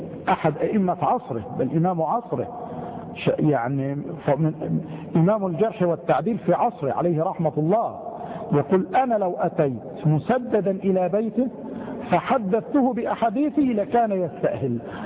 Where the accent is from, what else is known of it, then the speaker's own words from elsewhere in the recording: Egypt; وهي الكلمة الدارجة التي سهلت في لهجتنا نحن المصريين